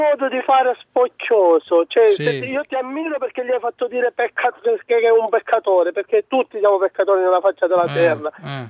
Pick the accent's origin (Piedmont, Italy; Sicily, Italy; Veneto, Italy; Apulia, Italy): Sicily, Italy; Sì, io sono siciliano di Agrano Catania.